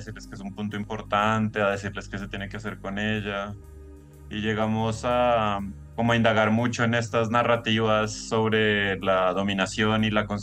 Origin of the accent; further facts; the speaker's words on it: Colombia; que yo soy de Colombia, ¿no? Yo soy colombiano de Colombia